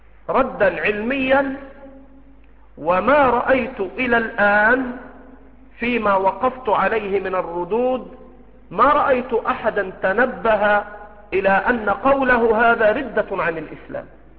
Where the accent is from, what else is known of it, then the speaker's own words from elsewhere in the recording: Egypt; accent: Egyptian; يأكل على جرمان على لهجتنا المصرية